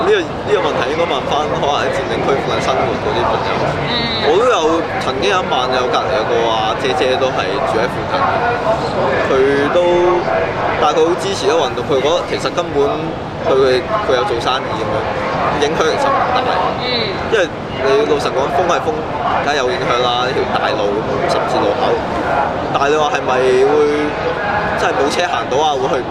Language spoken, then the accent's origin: Cantonese; Hong Kong; 因為我始終覺得我哋香港人要齊心一齊行出嚟啦。